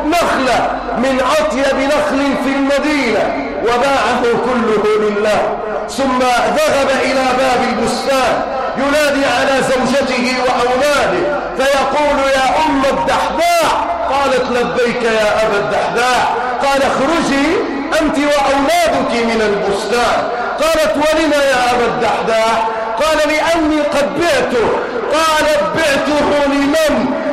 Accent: Egypt; اللهم اجعل بلادنا مصر امنا امانا

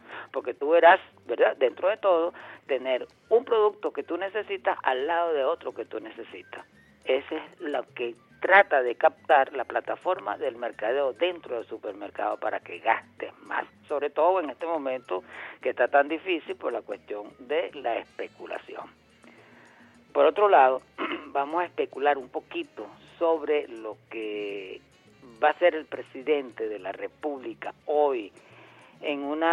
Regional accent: Venezuela; lo que creo yo, como venezolano

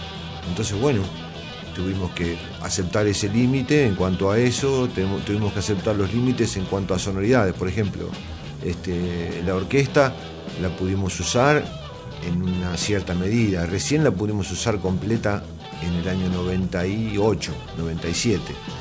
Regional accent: Quilmes, Buenos Aires Province, Argentina; Nosotros somos de Buenos Aires, somos de Quilmes, de donde el tango, la milonga, el folclore, la música lírica italiana, la música española, la música francesa, estuvo involucrada en nuestra infancia

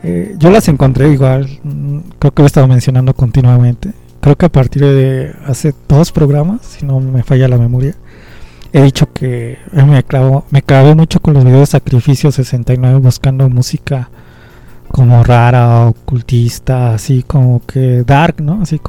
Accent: Mexico City, Mexico; vamos a seguir siendo chilangos hasta morir

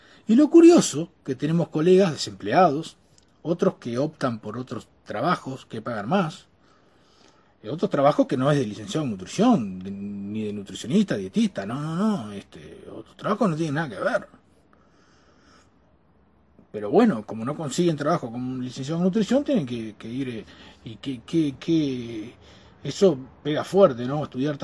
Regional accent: Uruguay; yo, como ciudadano uruguayo y como profesional, Me voy a seguir quejando todo lo que me quiera quejar

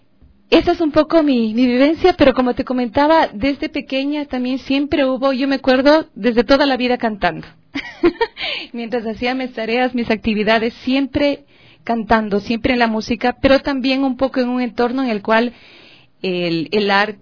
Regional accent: Quito, Pichincha, Ecuador; A los 4 años nos trasladamos a la ciudad de Quito, por eso tú debes ver, yo crecí con padres adoptivos justamente por esta situación, y crecí con ser lejos de mis hermanos, lejos de papá y de mamá, y claro, al venir acá a la ciudad, a la capital

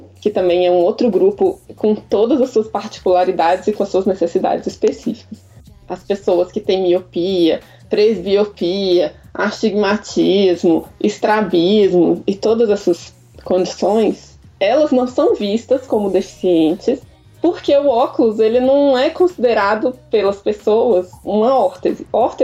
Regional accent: Brasília, Federal District, Brazil; Ah, então, eu sou arquiteta, sou de Brasília.

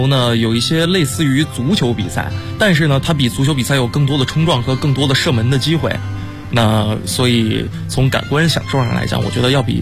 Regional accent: Northeast China, China; 我家是东北的嘛，我们那边湖面特别好玩

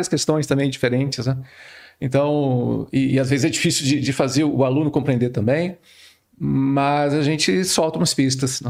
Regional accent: Curitiba, Paraná, Brazil; also born or lived in Mato Grosso do Sul; now in Santa Maria, Brazil; Sim, então eu sou natural do Mato Grosso do Sul, mas na verdade cresci em Curitiba, Paraná, onde eu fiz a graduação, né, em biologia e o doutorado também.

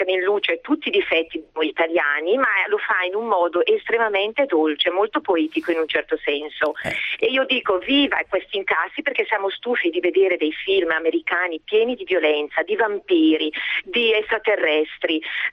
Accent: Brescia, Lombardy, Italy; io non sono pugliese, sono di Brescia.

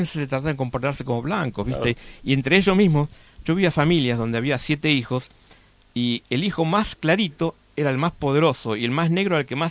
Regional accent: Buenos Aires, Argentina; Yo me acuerdo cuando era chico, vivía en Belgrano

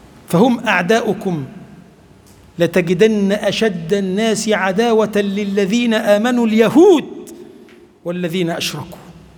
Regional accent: Egypt; اللهم اجعل بلدنا مصر بلدا آمنا مطمئنا

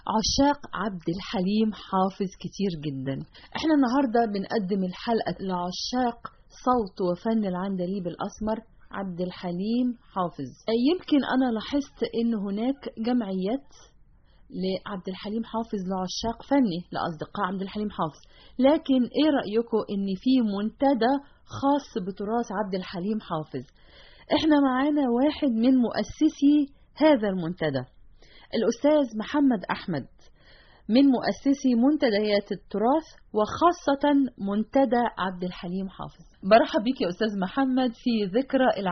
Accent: Egypt

